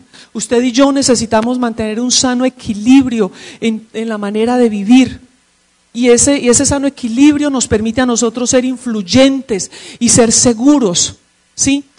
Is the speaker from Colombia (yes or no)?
yes; Medellín, Antioquia, Colombia; born there; como dicen en la tierra hermosa de donde nací, en Medellín, es diciendo, haciendo y listo.